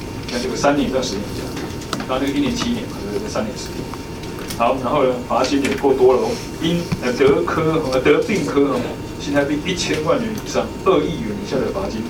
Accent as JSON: {"language": "Chinese", "country": "Taiwan", "said": "这个在我台湾人的心中我无法理解。"}